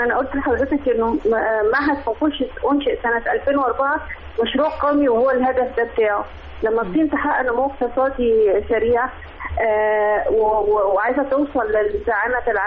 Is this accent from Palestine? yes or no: no; Egypt; احنا عندنا في مصر مدرسة واحدة بس